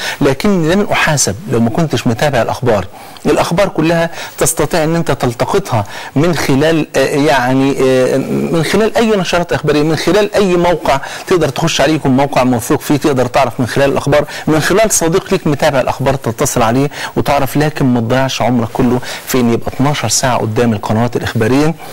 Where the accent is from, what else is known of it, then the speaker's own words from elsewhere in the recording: Egypt; وأحيانا بنحس ان احنا وصلنا اللي بيسموها كده بلغتنا كمصريين لحارة سد